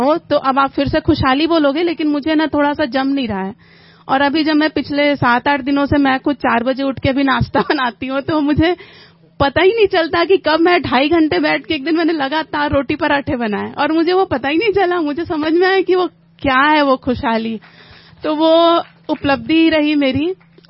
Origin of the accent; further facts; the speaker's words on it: Raipur, Chhattisgarh, India; मैं रायपुर से हूँ।